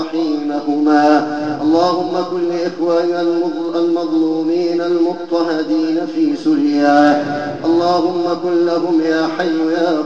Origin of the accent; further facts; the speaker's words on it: Egypt; يا رب واحفظنا في بلدنا مصر، اللهم احفظنا في بلدنا مصر